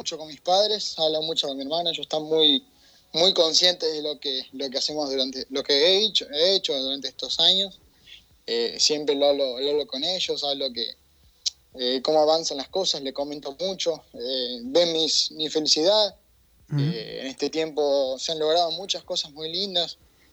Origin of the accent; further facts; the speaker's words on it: Argentina; acá en Argentina, uh-huh, yo me estaba por ir a trabajar, y tenemos un grupo de la administración donde somos 3 argentinos